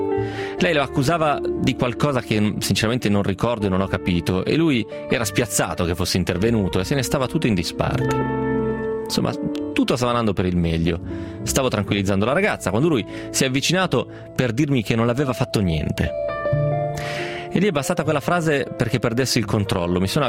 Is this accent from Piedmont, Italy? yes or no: yes; Piedmont, Italy; essendo piemontese anch'io, non so se Zarro è solo dalle parti nostre.